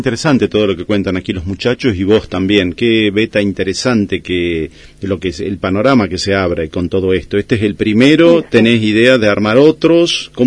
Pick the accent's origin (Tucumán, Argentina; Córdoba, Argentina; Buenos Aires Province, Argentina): Tucumán, Argentina; Yo soy tucumano